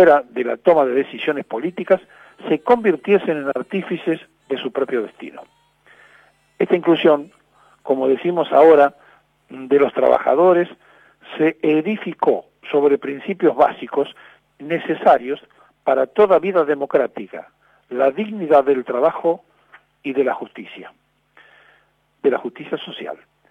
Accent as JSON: {"language": "Spanish", "country": "Argentina", "said": "Traicionaríamos la inteligencia de la historia, y en esto somos expertos los argentinos"}